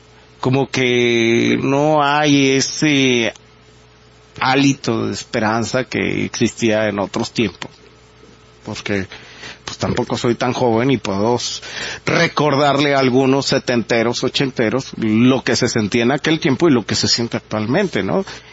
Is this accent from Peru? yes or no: no; Mexico; ya como mexicanos y como sociedad y como humanos.